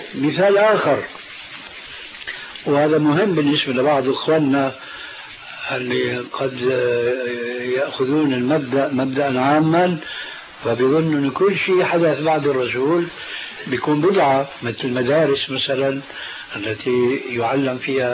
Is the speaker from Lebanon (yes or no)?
no; Syria; كما يقولون عندنا في سوريا